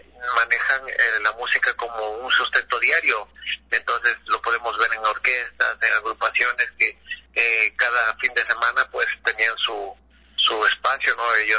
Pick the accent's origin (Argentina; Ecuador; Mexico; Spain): Ecuador; porque nosotros somos de Ecuador